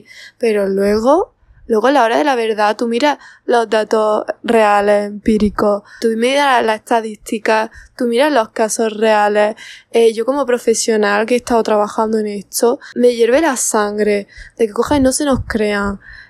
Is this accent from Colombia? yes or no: no; Andalusia, Spain; pongo a Andalucía de referencia porque soy de Andalucía